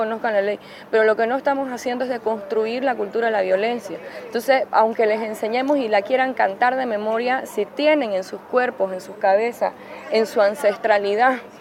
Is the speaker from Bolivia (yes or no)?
yes; Bolivia; la agenda del aborto es una agenda a la que también hemos apostado en Bolivia.